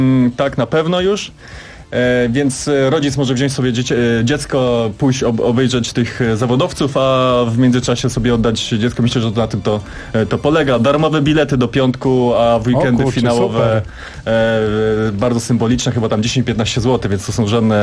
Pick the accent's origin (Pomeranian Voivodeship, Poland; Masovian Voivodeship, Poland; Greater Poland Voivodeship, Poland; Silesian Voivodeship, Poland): Masovian Voivodeship, Poland; Warsaw; Jestem z Warszawy, więc dla mnie to jest dosyć wygodne